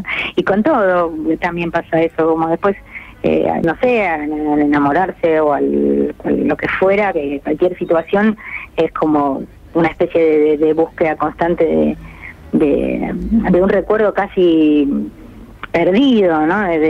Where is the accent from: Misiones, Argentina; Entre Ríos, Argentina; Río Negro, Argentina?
Río Negro, Argentina; Bariloche; also born or lived in Mar del Plata / Buenos Aires; En Mar del Plata, pero viví de chica en Bariloche y tuve también mi momento de tomar un tren y venir a Buenos Aires.